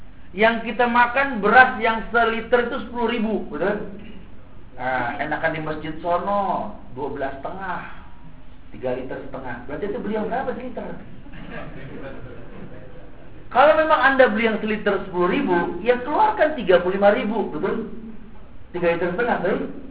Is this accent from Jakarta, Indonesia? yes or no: yes; Jakarta, Indonesia; Ya Allah, kita orang Jakarta yang gak mungkin gak makan begitu.